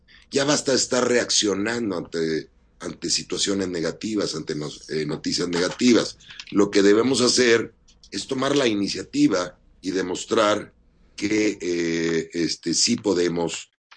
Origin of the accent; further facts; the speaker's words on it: Mexico; No hay manera que como mexicanos pudiéramos pensar que están nuestros hijos mejor protegidos